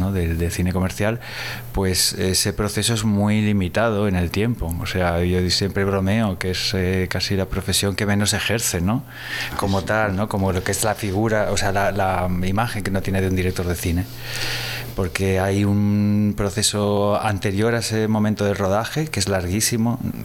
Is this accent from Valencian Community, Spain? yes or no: yes; Gandia, Valencian Community, Spain; also born or lived in Galicia; yo ya había vivido en Valencia porque en realidad me crié en Gandía, y desde hace ya en los últimos años había estado viviendo en Galicia